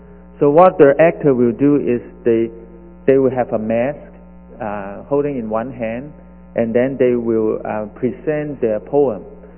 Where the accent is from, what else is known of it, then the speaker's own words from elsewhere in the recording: Hong Kong; moved away as an adult; I come from Hong Kong. I came 1984 as a student, just like most of you.